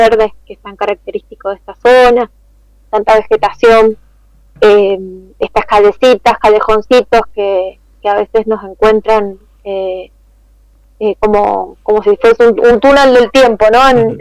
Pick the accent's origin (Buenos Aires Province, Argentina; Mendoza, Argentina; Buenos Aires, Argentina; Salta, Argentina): Mendoza, Argentina; Tunuyán; moved away as an adult; yo soy oriunda de Tunuyán, me vine a estudiar en el 2001 para acá.